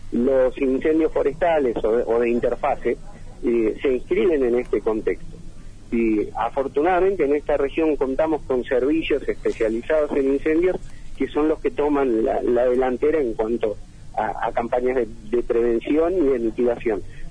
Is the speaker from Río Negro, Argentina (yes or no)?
yes; El Bolsón, Río Negro, Argentina; En mi caso, nacido y criado acá en El Bolsón.